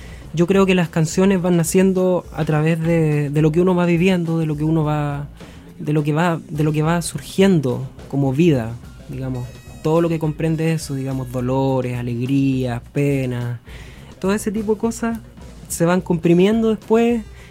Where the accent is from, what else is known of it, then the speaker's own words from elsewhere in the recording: Limache, Valparaíso, Chile; yo empecé en la música muy chiquitito, como a los 12 años. Yo soy de Limache.